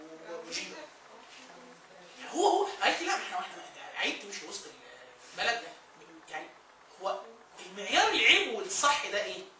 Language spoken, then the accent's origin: Arabic; Upper Egypt, Egypt; يعني والدتي انا من الصعيد ومركز من مراكز الصعيد